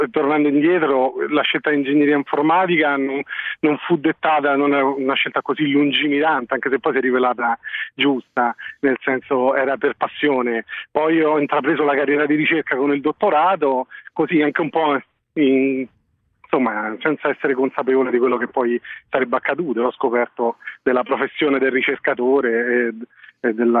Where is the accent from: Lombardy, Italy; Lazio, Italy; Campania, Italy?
Lazio, Italy; Rome; now in Bologna, Italy; Io sono di Roma e adesso lavoro a Bologna.